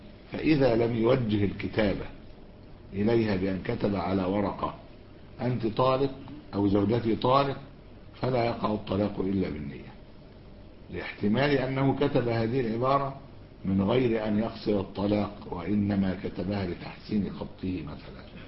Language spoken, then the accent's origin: Arabic; Egypt; هو بيقولوا احنا عندنا في مصر